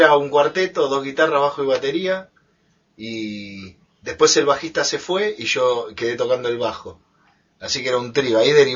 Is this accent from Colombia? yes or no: no; Buenos Aires, Argentina; yo soy de Buenos Aires. … del barrio Matadero, soy.